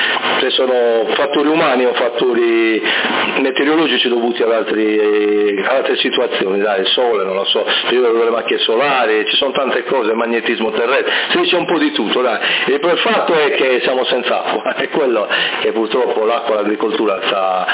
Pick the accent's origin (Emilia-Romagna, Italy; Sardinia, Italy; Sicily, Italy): Sardinia, Italy; Sassari; il nostro accento molto caricato di doppia. Comunque … la città è Sassari e si trova a circa 20 km dalla costa nord della Sardegna